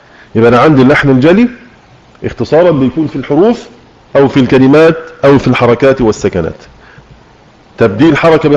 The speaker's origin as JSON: {"language": "Arabic", "country": "Egypt", "accent": "Egyptian", "said": "ما خرجش لسانه في الذال على لهجتنا المصرية"}